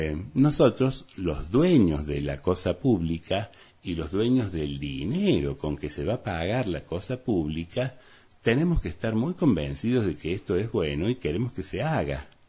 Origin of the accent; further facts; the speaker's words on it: Córdoba, Argentina; Es decir, todos somos vecinos, todos somos argentinos, cordobeses, de Punilla.